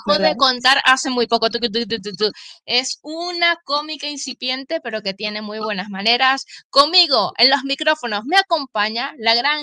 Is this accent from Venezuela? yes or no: yes; Venezuela; now in Spain; Catirita, pues, como decimos en Venezuela, rubia, como dicen aquí